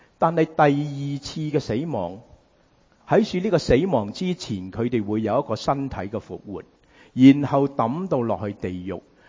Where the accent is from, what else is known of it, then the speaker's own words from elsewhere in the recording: United States; 因为我哋美国人好中意讲华氏。